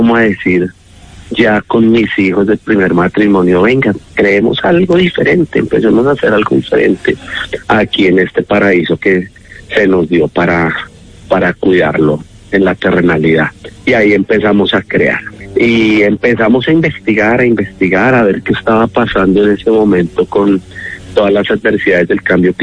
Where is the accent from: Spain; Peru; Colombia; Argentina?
Colombia; Bogotá; now in Silvania, Colombia; No, yo soy de Bogotá, ya hijo adoptivo de Silvania desde hace 11 años. Llegué allí producto de esas causalidades de la vida, producto del conflicto armado